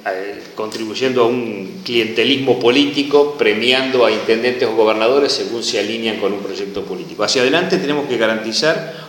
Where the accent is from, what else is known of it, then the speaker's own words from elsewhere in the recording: Buenos Aires Province, Argentina; quienes somos bonaerenses tenemos una especial responsabilidad de generar un proyecto fuerte para transformar la provincia de Buenos Aires